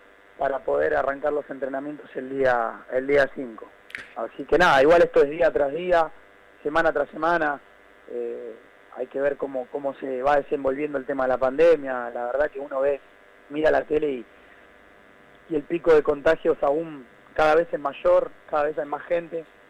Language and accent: Spanish; Merlo, Buenos Aires Province, Argentina; Yo soy de Merlo.